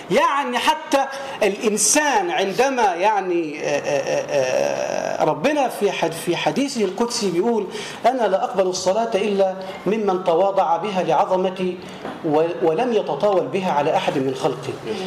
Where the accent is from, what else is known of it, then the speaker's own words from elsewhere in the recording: Tanta, Gharbia, Egypt; وهو من الأطباء المشهود لهم بالكفاءة عندنا في طنطا